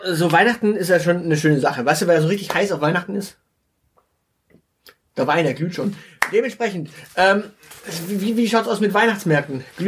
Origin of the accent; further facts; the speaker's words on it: Baden-Württemberg, Germany; als Schwabe ist man natürlich immer glücklich über ein Buch.